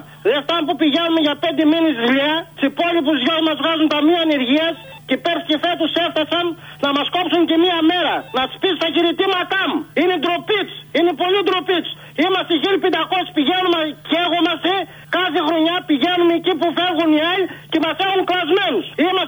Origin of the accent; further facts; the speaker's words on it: Arta, Epirus, Greece; Είμαι από Άρτα Συμβασιούχος Πυροσβέτ.